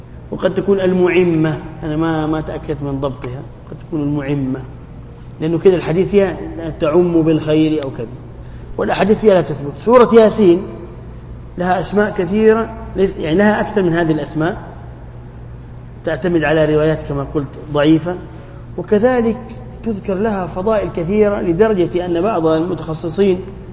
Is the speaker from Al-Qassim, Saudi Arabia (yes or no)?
no; Jeddah, Makkah Province, Saudi Arabia; عندنا في جدة يعني دمهم خفيف ومستعجلين